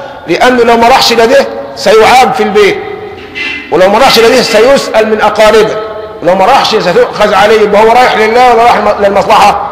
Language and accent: Arabic; Egypt; عندنا كمصريين في اللازمة بتاعتنا